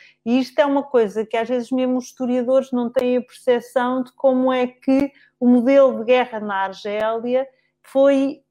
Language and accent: Portuguese; Alentejo, Portugal; eu sou alentejana